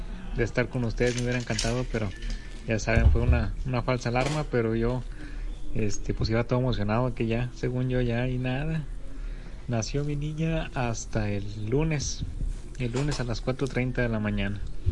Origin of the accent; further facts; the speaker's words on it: Doctor Arroyo, Nuevo León, Mexico; de Doctor Arroyo